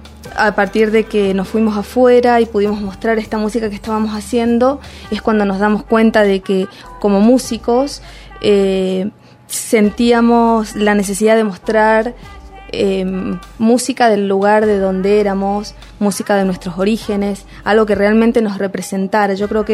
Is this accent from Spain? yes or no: no; Resistencia, Chaco, Argentina; buscando en el lugar en donde ambos crecimos, en Resistencia Chaco